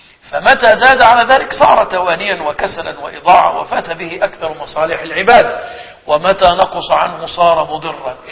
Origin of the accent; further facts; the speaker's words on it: Egypt; فمثلا عندنا في مصر من أعلى الصناعات الموجودة صناعة السيراميك وصناعة السجاد